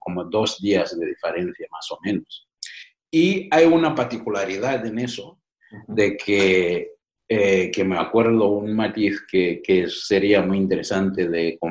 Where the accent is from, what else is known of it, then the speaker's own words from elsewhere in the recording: Uganda; Uganda, mi país natal